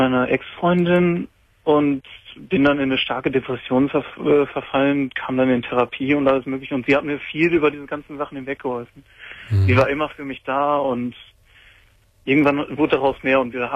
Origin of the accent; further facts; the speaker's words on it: North Rhine-Westphalia, Germany; ich komme aus NRW, das ist jetzt zwei Wochen